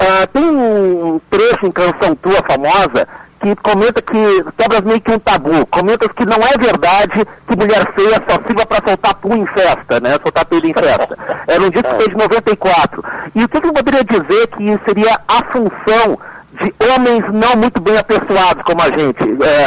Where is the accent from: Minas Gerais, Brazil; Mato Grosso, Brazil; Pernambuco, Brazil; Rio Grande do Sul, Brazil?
Rio Grande do Sul, Brazil; Porto Alegre; also born or lived in Piauí; Apesar do meu sotaque, eu nasci no Piauí. A maior parte da minha vida eu passei aqui em Porto Alegre, né?